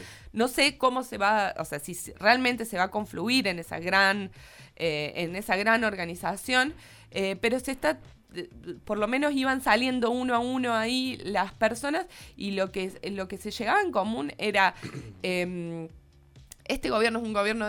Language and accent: Spanish; Córdoba, Argentina; yo soy muy cordobesa, entonces no sé cuáles son las calles y demás